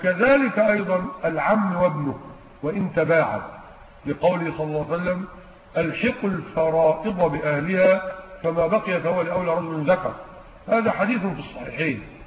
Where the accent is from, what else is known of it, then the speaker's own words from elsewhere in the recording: Egypt; لكن عندنا في مصر يقضون بالوصيه الواجبه